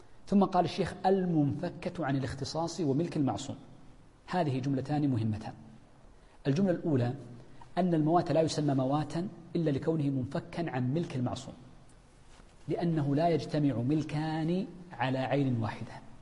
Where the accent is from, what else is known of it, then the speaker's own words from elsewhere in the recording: Hejaz, Saudi Arabia; والتين عندنا في الحجاز مثلا، في الطائف التين في ينبت